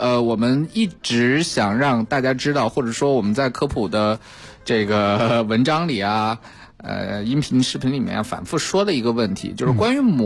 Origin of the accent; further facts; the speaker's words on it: China; 蜜环菌我们中国人真正的多接触的地方是在哪儿呢